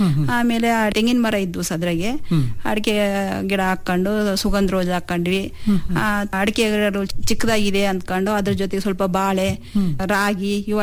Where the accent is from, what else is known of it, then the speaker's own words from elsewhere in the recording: Adivalla, Karnataka, India; also born or lived in Davanagere; ನಾವು ಹುಟ್ಟಿ ಬೆಳೆದಿದ್ದು ಇಲ್ಲೇ ಹಿರಿಯೂರು ತಾಲೂಕು ಆದಿವಳ್ಳ ಗ್ರಾಮ ಸರ್, ಬೆಳೆದಿದ್ದು ನಾವು. ಆಮೇಲೆ ನನ್ನ ಮದುವೆ ಮಾಡಿಕೊಟ್ಟಿದ್ದು ದಾವಣಗೆರೆಗೆ ಕೊಟ್ಟಿದ್ದು ಸರ್.